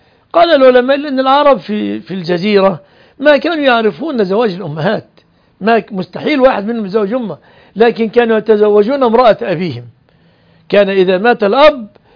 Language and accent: Arabic; Egypt; المذيع لنشرة الأخبار مثلا عندنا في مصر كل كلامه باللغة العربية